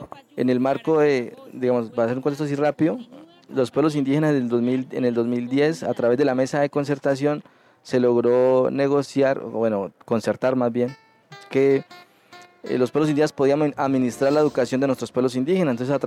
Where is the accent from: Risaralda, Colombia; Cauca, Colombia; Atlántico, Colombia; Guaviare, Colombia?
Cauca, Colombia; moved away; Después de algunos años pues salí del Cauca, de mi tierra